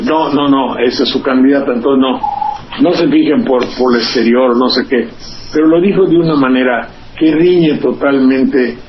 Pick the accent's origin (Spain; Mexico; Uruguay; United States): Mexico; Mexico City; me gusta su tono de voz, porque yo soy de Las Lomas, y entonces, cuando habla como de Las Lomas, eso, hay una identidad.